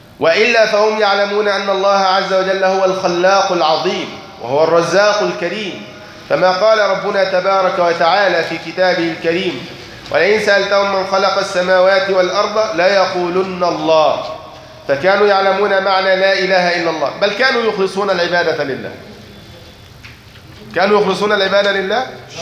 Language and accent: Arabic; Egypt; عندنا في مصر الحق أنهم جهلة